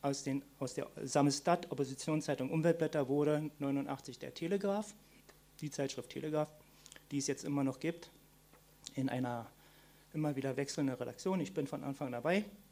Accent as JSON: {"language": "German", "region": "East Germany", "country": "Germany", "tie": "born there", "said": "ich bin schon ein bisschen älter, ich bin 1964 geboren in der DDR und komme aus einer kommunistischen Familie"}